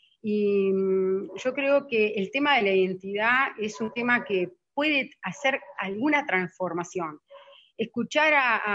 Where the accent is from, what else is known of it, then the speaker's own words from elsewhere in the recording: Uruguay; tenemos como uruguayos, yo también los tuve, un prejuicio muy grande hacia lo indígena